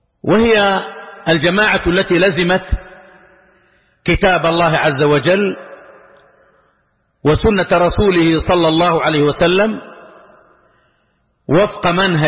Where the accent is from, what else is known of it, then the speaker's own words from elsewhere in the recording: Saudi Arabia; كما هو الحال ولله الحمد والمنة في بلادنا المملكة العربية السعودية